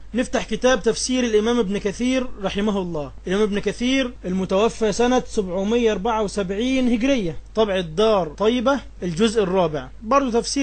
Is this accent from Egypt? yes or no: yes; Egypt; اللي بيدرس في المدارس عندنا في مصر